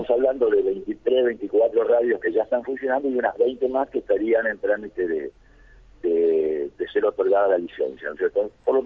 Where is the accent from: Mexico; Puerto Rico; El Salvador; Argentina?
Argentina; San Justo, Santa Fe; Yo soy de San Justo y sé las dificultades que tiene la radio de Colonia Dolores